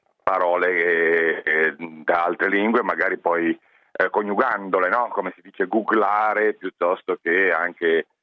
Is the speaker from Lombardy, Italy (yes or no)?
yes; Milan, Lombardy, Italy; io sono expottendista, da milanese, per quanto fuori sede ormai.